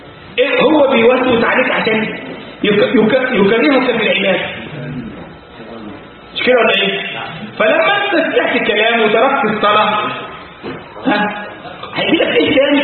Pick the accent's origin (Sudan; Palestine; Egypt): Egypt; كان عندنا في مصر الكلام ده مثلا من 25 سنة